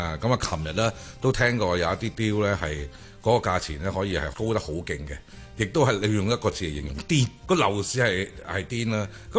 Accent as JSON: {"language": "Cantonese", "country": "Hong Kong", "said": "在我哋香港人都非常之熟悉嘅屋村"}